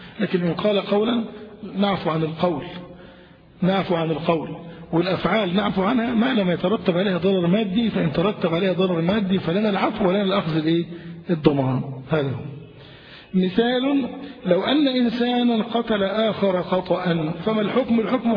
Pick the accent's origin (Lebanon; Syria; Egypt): Egypt; عندنا في مصر الناس جهال